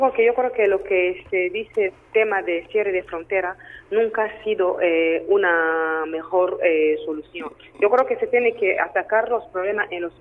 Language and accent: Spanish; DR Congo; Spanish is a second language; now in Spain; soy de la República Democrática del Congo.